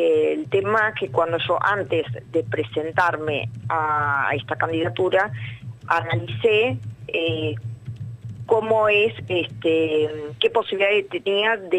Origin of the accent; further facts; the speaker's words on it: Villa Carlos Paz, Córdoba, Argentina; Yo soy de Carlos Paz, yo viví en Carlos Paz desde los 14 años, fui al IES, al cuarto y quinto año, estudié en la Universidad de Córdoba, tuve negocio acá